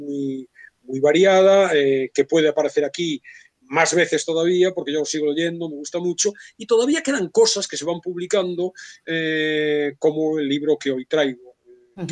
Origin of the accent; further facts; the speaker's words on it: Vigo, Galicia, Spain; yo soy de Vigo también